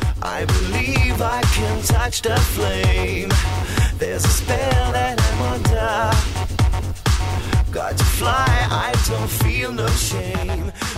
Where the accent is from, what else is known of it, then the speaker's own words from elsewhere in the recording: Argentina; No soy boliviano, soy argentino